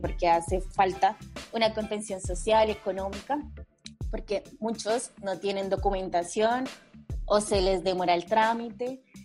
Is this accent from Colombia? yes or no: yes; Colombia; moved away; porque justamente somos migrantes, yo soy de Colombia